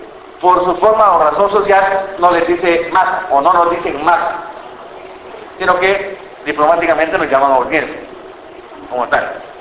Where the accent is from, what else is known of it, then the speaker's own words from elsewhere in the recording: El Salvador; yo soy salvadoreño.